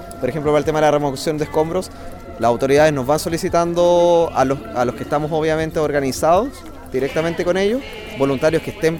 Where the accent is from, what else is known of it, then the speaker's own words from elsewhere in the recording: Chile; en una catástrofe como esta, como chilenos, como ha pasado en otras ocasiones, tenemos el espíritu solidario